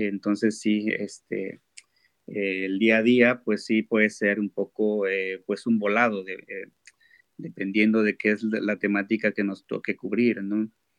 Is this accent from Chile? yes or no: no; Guerrero, Mexico; yo vengo del estado de Guerrero, lo que es el sur, en el sur de México.